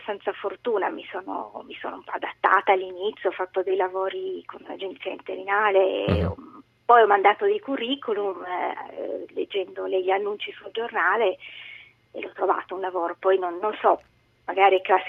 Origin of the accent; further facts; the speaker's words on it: Turin, Piedmont, Italy; moved away; also born or lived in Milan; Sono di Torino